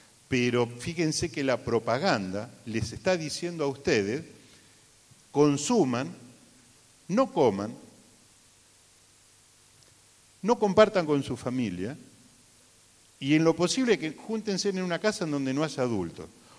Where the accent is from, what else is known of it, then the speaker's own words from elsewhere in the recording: Puerto Madryn, Chubut, Argentina; allá en Puerto Madryn, soy de Puerto Madryn, un lugar relativamente marginal, podríamos decir que es un barrio que se llama San Miguel.